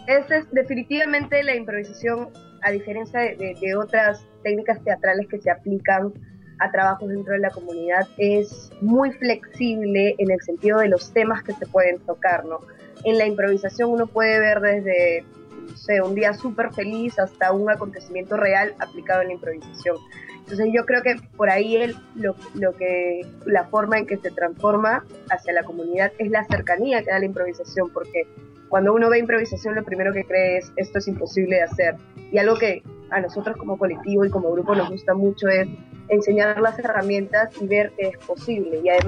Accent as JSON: {"language": "Spanish", "region": "Lima", "country": "Peru", "said": "Somos de Lima, Perú"}